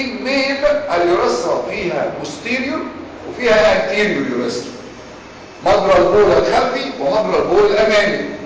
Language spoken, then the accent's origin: Arabic; Egypt; خلي بالكم احنا كمصريين اللغه الانجليزيه مش لغتنا